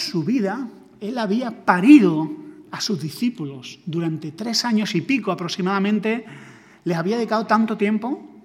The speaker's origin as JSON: {"language": "Spanish", "town": "Granada", "region": "Andalusia", "country": "Spain", "also_born_or_lived": "Sevilla", "lives_now": "Madrid, Spain", "said": "Yo vengo de una ciudad pequeña, o sea, yo soy de Granada, viví en Sevilla, y Andalucía es muy diferente a Madrid."}